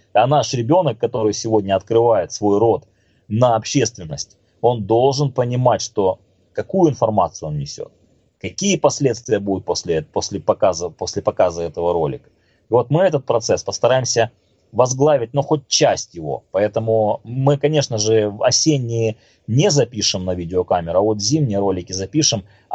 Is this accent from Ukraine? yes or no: yes; Crimea, Ukraine; как крымчанин, как коренной крымчанин, мы всегда надеялись на то, что произойдет чудо